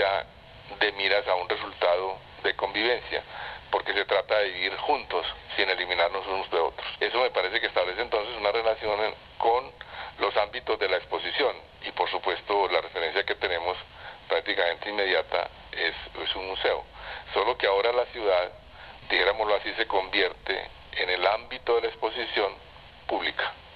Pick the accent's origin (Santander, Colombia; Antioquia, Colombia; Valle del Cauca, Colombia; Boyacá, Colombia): Antioquia, Colombia; Medellín; yo soy arquitecto urbanista de la Universidad Nacional de Colombia, soy de Medellín